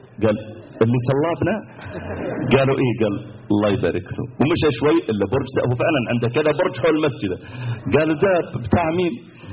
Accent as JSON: {"language": "Arabic", "town": "Mecca", "region": "Makkah Province", "country": "Saudi Arabia", "said": "تذكرت مرة عندنا في مكة"}